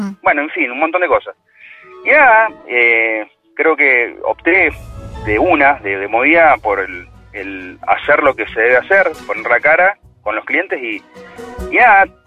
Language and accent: Spanish; Mendoza, Argentina; Yo soy de Mendoza. Y bueno, trabajo en el rubro inmobiliario.